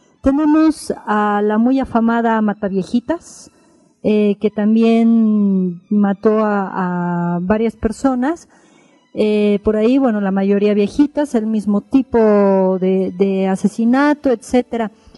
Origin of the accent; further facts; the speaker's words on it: Mexico; Soy mujer, soy mexicana